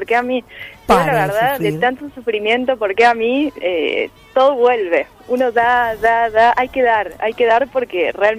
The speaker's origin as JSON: {"language": "Spanish", "region": "Córdoba", "country": "Argentina", "said": "me fui en Navidad a Córdoba, porque soy cordobesa."}